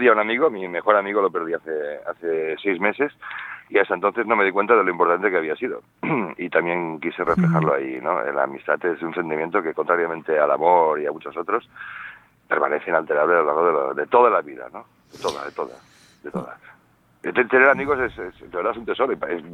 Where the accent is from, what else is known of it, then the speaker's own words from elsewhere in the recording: Barcelona, Catalonia, Spain; De hecho, yo soy de Barcelona.